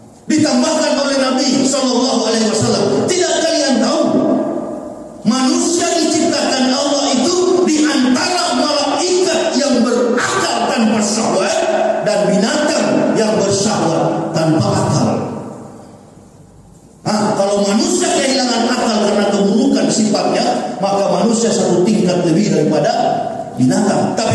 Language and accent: Indonesian; Manado, North Sulawesi, Indonesia; saya kan orang Manado.